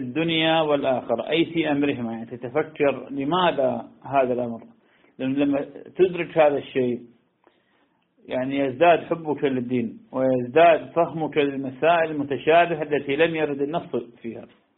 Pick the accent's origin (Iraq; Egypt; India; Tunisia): Iraq; نعم عندنا بالعراق ما شاء الله نخيل تحمل